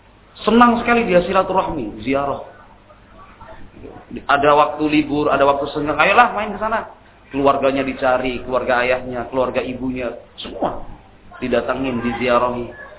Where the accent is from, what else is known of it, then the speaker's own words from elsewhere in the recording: Java, Indonesia; Wah, kita orang Jawa enggak ada silsilah seperti itu.